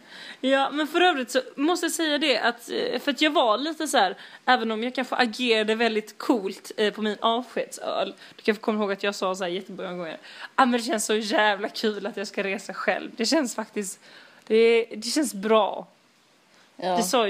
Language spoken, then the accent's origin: Swedish; Malmö, Skåne, Sweden; Jag kommer från Rosenvång.